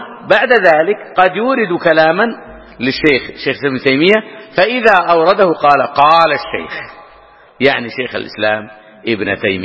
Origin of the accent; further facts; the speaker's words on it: Hejaz, Saudi Arabia; أو يسمونه عندنا في الحجاز مضير أو نحو ذلك